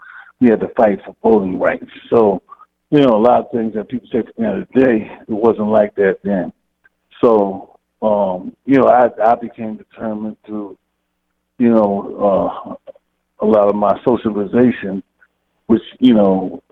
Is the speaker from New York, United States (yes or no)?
yes; Queens, New York, United States; also born or lived in Harlem; Oh, well, I was born in Harlem, raised in Queens, so I came up, you know, as a younger, you know, in the teenage years and, you know, the preteen years, you know, I came up in the 60s, basically.